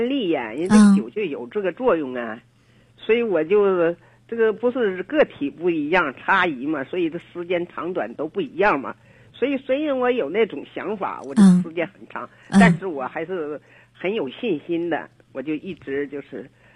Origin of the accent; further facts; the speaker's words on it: Shijiazhuang, Hebei, China; 我是石家庄的。